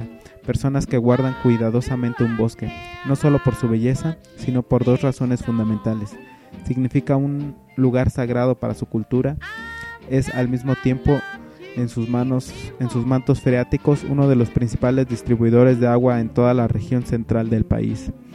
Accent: Canary Islands, Spain; yo vengo de las Islas Canarias, España.

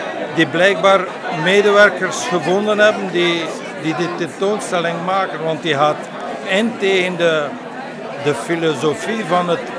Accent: Flanders, Belgium; Dus ik kom uit West-Vlaanderen en ik ben van plan van die tentoonstelling te organiseren ergens in West-Vlaanderen

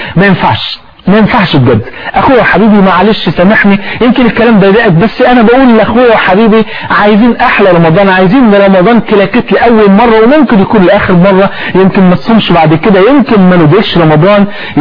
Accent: Egypt; وانت عارف عندنا في مصر الفول في 40 يعني

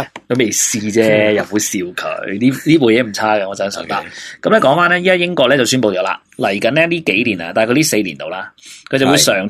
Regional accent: China; 咁啊，成个中南半岛啦，我哋中国人就叫中南半岛嘅

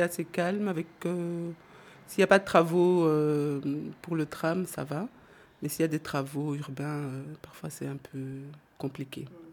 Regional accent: DR Congo; now in Belgium; je suis issue de la diversité. Donc, ça fait à peu près 40 ans que je vis en Belgique. Donc, je suis congolaise d'origine.

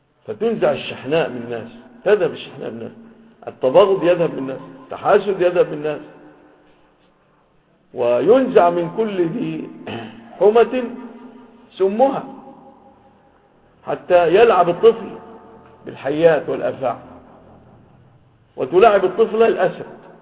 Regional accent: Egypt; ووجد في بلادنا مصر

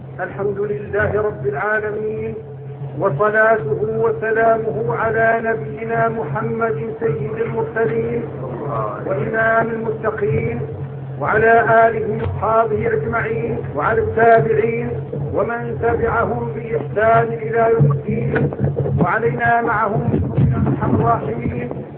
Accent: Morocco; born there; moved away as an adult; تعرفون أنا ولدت في المغرب لكن طول عمري أنا في الشرق، ذهبت وأنا ابن 18 سنة

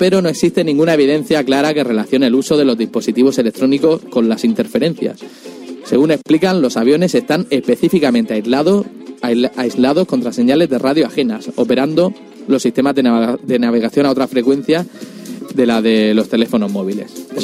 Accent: Murcia, Region of Murcia, Spain; Sí, somos de Murcia.

